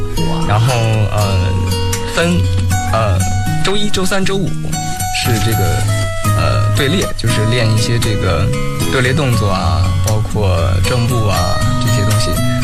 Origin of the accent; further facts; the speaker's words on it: Beijing, China; 我来自北京。